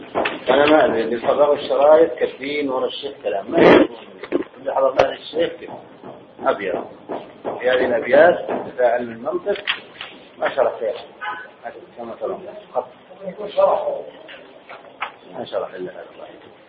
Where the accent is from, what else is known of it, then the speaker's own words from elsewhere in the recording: Egypt; فنحن الآن في بلدنا مصر بالذات